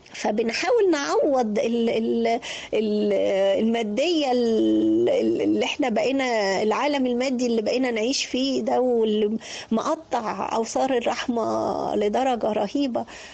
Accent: Egypt; انت مصري عشان انت قاعد في مصر فبقيت بالطابع المصري.

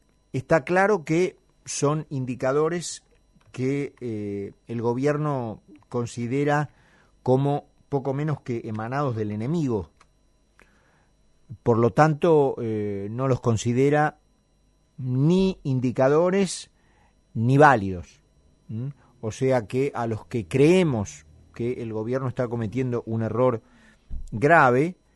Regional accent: Argentina; a la que tan afectos somos los argentinos

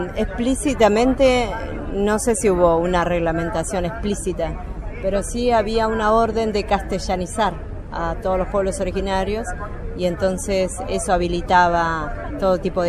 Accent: Corcovado, Chubut, Argentina; Vengo de la provincia de Chubut, soy mapuche y bueno, actualmente soy la coordinadora nacional de la primera marcha Mujeres Originarias por el Buen Vivir. Pertenezco a la comunidad mapuche Pillamahuiza en la zona de Esquel, a 100 kilómetros al sur de Esquel

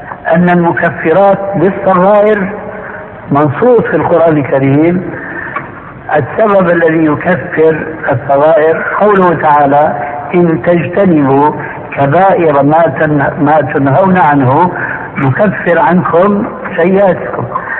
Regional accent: Syria; وكما يقول عندنا في سوريا نحط رجلينا بماء بارد

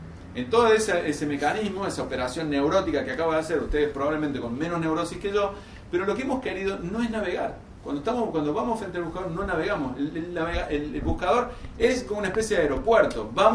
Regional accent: Córdoba, Argentina; como soy medio inútil porque soy cordobés

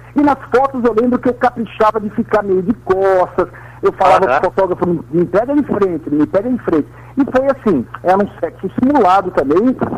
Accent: Caraguatatuba, São Paulo, Brazil; Caraguatatuba.

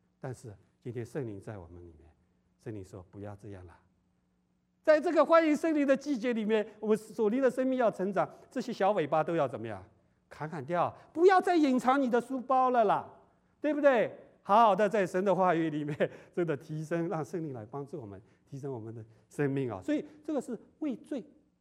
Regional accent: China; 我们中国人常常会不会犯这样的错误？

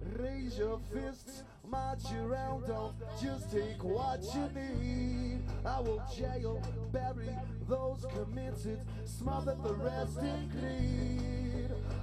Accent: Liverpool, North West England, United Kingdom; accent: Scouse; You can hear it in my accent when I talk. I'm a Scouser down the wall.

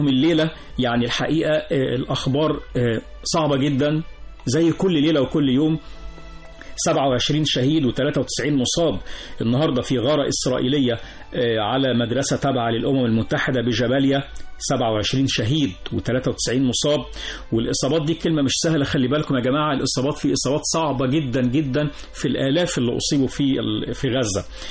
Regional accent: Egypt; وإحنا كلنا مصريين

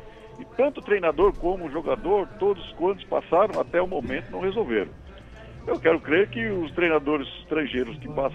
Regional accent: São Paulo, Brazil; É, eu sou do Jardim Peri, terra de Gabriel Jesus

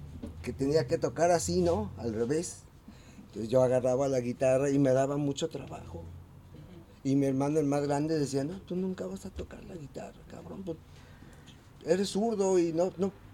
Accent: Guadalajara, Jalisco, Mexico; yo nací en el barrio del Santuario. Ahora. En Arista y Mezquitán. Ahí viví hasta como los 4 o 5 años. Y luego nos cambiamos acá a Pedro Loza, a una cuadra del Parque Alcalde.

